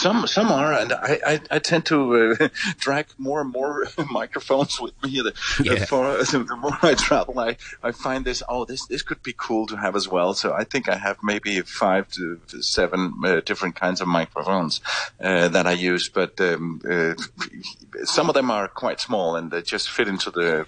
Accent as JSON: {"language": "English", "country": "Denmark", "second_language": "English", "said": "The phone connection, the phone company I use is a Danish one because I am from Denmark and I still have a Danish phone number."}